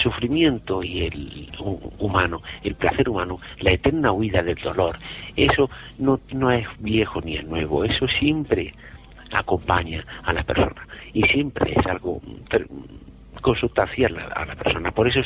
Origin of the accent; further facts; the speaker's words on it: Jaén, Andalusia, Spain; y luego con una aceitunita de mi tierra, de aquí de Jaén